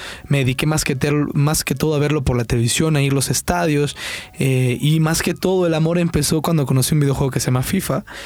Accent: La Libertad, El Salvador; also born or lived in San Salvador; yo tengo 19 años. Soy salvadoreño, como les dije. Nací en la capital, San Salvador, pero viví la mayor parte de mi vida en un lugar que se llama La Libertad, que se encuentra a 25 minutos de la playa.

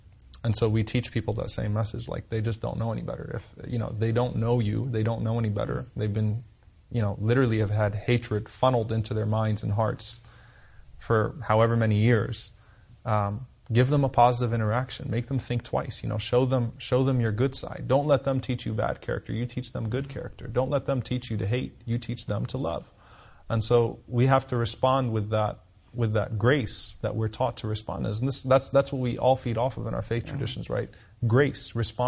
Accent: United States; I'm an American. I don't have another passport.

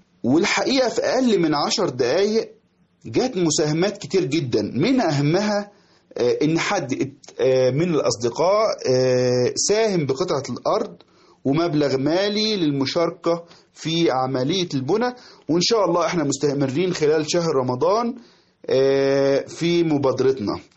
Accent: Gharbia, Egypt; now in Abha, Saudi Arabia; استشاري جراحة قلب والصدر. أحييكم من مدينة أبها بالمملكة العربية السعودية، وخاصة أحيي أبناء بلدتي بيت يزيد والقراشية وطوخ ومنية الطوخ والبندرة ومنية البندرة وبلاي مركز الصمتة محافظة الغربية.

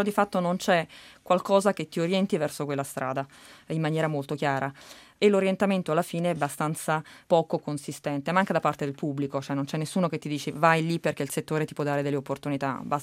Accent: Naples, Campania, Italy; Mi hanno offerto un lavoro a Roma, io sono napoletana

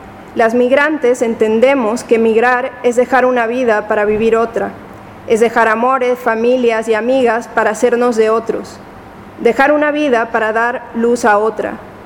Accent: Mexico; Como mexicana, los colores importan, recuerdan a comida, a casa, a familia.

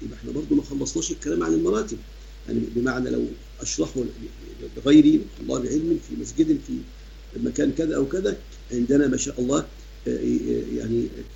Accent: Sharqia Governorate, Egypt; عندنا في مصر الشرقية

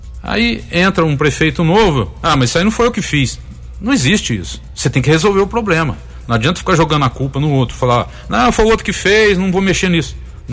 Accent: Tapiratiba, São Paulo, Brazil; Já que eu vivo, nasci e cresci em Tapiratiba

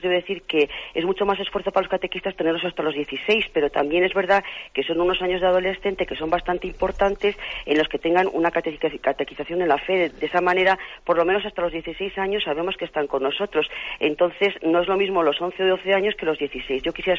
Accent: Soria, Castile and León, Spain; de Soria.

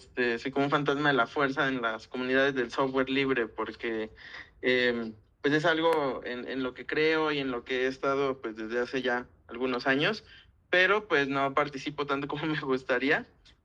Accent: Guadalajara, Jalisco, Mexico; now in Mexico City, Mexico; yo no soy de Ciudad de México, yo soy de Guadalajara, yo me vine a estudiar a la UNAM

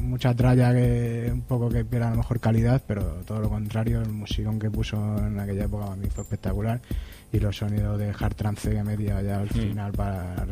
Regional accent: Cáceres, Extremadura, Spain; yo soy fuera de Madrid, vamos, totalmente, soy

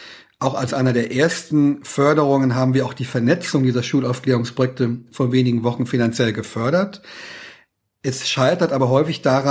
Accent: Saarland, Germany; weil ich Katholik bin, aus Westdeutschland stamme, wo ich herkomme, aus einem kleinen Dorf im Saarland, da gab es gar keine Migranten.

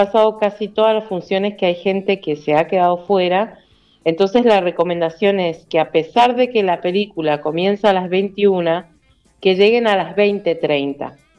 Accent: Mendoza, Argentina; está protagonizada por mendocinos. Así que es una oportunidad para ver de otra manera nuestros paisajes, escuchar nuestro acento

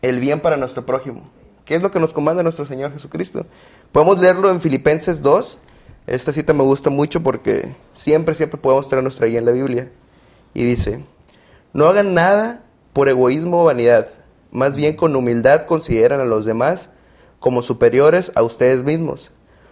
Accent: Villahermosa, Tabasco, Mexico; Yo soy ingeniero industrial, egresado de la Universidad de Montemorelos. Soy de Villahermosa, Tabasco, y laboro actualmente aquí en Montemorelos como ingeniero en calidad en la empresa Mars Montemorelos.

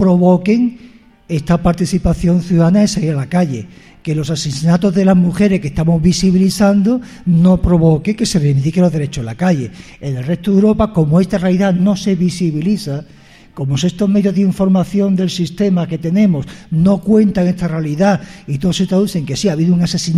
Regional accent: Italy; Spanish is a second language; soy italiana y estoy aquí de paso

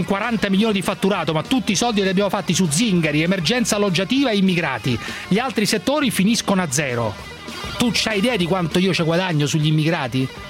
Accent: Rome, Lazio, Italy; born there; now in Lombardy, Italy; il Lazio ovviamente perché sono nato a Roma, ma soprattutto la Lombardia dove vivo, l'Umbria che è una parte dove c'è una parte delle mie origini

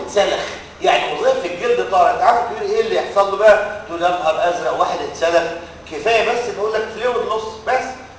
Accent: Egypt; احنا عندنا في مصر ماشيين تحت ال 30 وفوق ال 30

